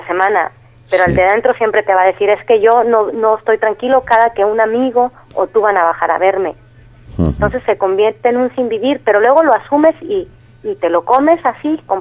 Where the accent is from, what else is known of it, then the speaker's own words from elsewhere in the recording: Mexico; Yo al final soy mexicana, o sea que yo antes lo veía todo desde fuera.